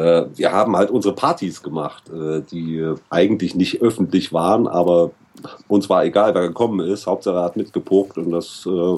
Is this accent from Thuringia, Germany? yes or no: yes; Thuringia, Germany; Eisenberg, Thüringen. Es gibt, glaube ich, drei Städte in Deutschland, die Eisenberg heißen. Wir sind eigentlich aus Thüringen